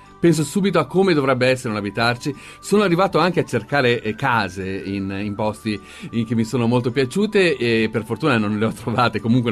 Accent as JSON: {"language": "Italian", "town": "Milan", "region": "Lombardy", "country": "Italy", "said": "Io sono di Milano"}